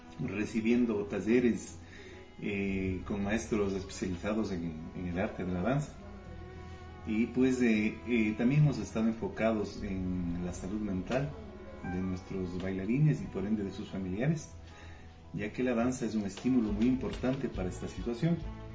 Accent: Non, Pichincha, Ecuador; empezó su trajinar por este hermoso mundo de la danza en mi pueblo natal, que es Non.

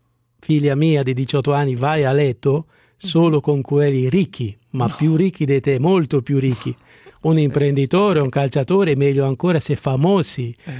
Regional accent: Carugate, Lombardy, Italy; Carugate, qui vicino a Milano, Carugate.

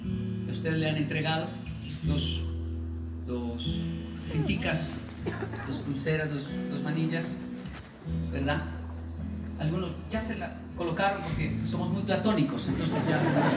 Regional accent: Colombia; una frase con la cual yo crecí y me amenazaron en Colombia.

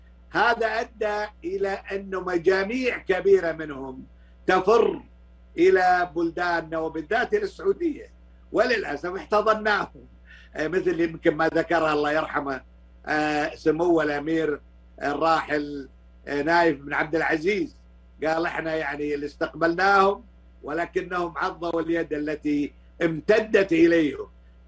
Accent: Kuwait; أنا ما طلعت من الكويت

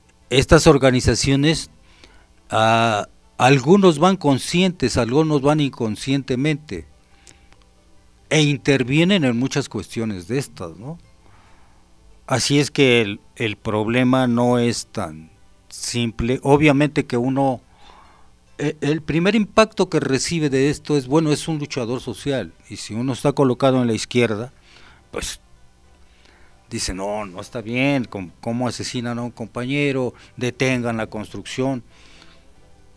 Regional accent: Mexico

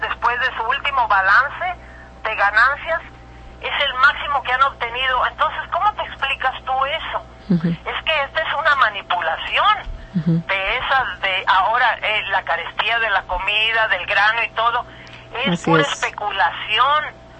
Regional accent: Mexico; Y deja tú lo de artista por un lado, como mexicana

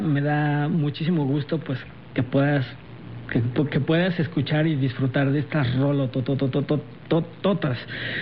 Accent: Mexico; No, la verdad es que yo sí me siento muy mexicano.

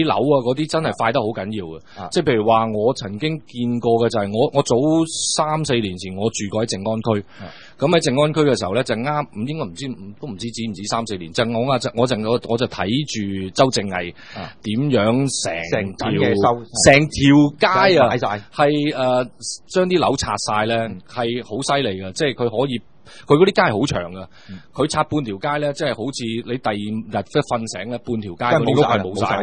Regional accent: Guangdong, China; 因為我哋深圳講，我哋廣東人所謂南蠻嘛

